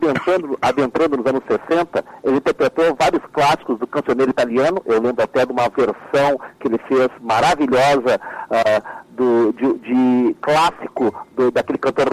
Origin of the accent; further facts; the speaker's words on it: Taubaté, São Paulo, Brazil; Nasci em São Paulo, mas criado em Taubaté.